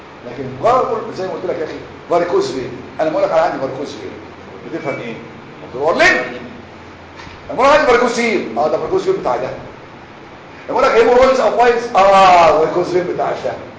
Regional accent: Egypt; احنا يا مصريين بنسمي كل الانال بروبلم بايلز

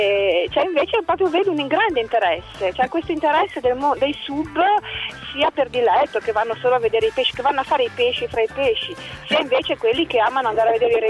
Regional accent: Genoa, Liguria, Italy; fra l'altro io sono genovese

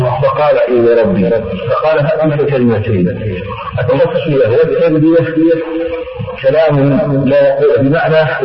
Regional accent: Damascus, Damascus Governorate, Syria; عندنا في دمشق اتفق معهم ويصلوك لبنان

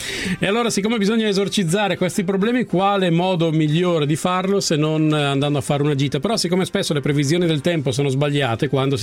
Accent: Salò, Lombardy, Italy; Io sono di Salò, Lago di Garda.

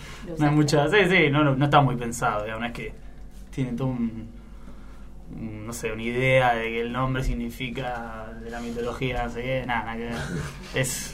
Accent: Buenos Aires, Argentina; Sí, en verdad yo soy de Boedo y ellos son de aledaños.

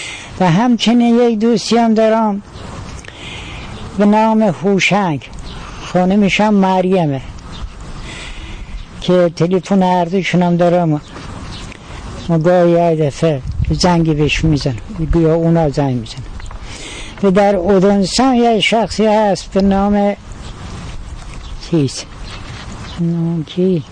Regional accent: Yazd, Iran; ما اهل یزدیم، ولی باز مال آبادی هست سیفرسخیش.

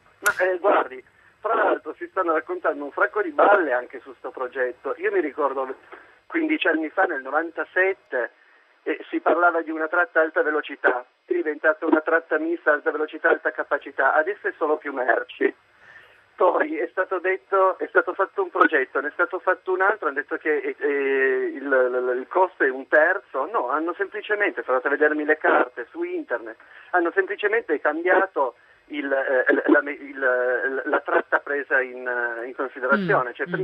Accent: Piedmont, Italy; Allora, io sono dell'Alta Valle

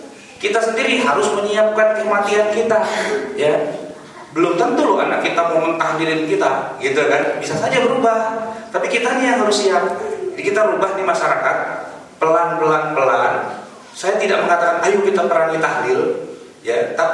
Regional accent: Jakarta, Indonesia; saya ini orang Betawi.

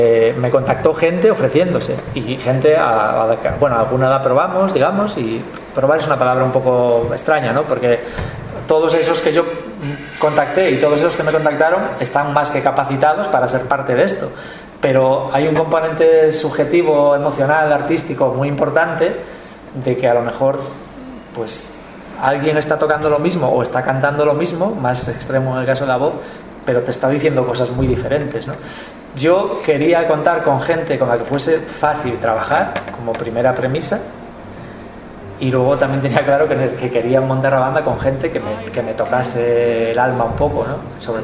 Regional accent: Galicia, Spain; Ya el 50% ya somos gallegos, ¿no?

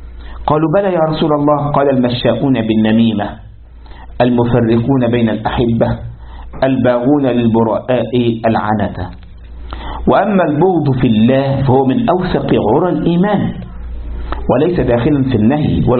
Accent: Egypt; كان في واحد عندنا في مصر

